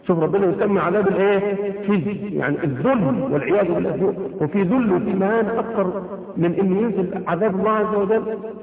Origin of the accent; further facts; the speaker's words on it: Egypt; واحنا عندنا في مصر بحيرة ناصر